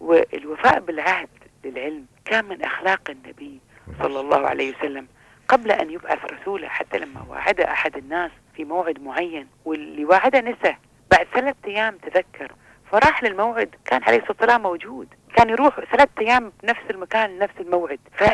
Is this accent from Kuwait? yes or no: yes; Kuwait; حتى احنا عندنا في الكويت